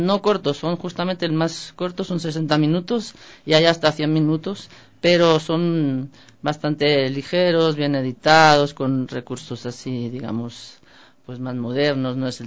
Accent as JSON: {"language": "Spanish", "region": "Catalonia", "country": "Spain", "said": "para nosotros como Casal Catalá, como catalanes."}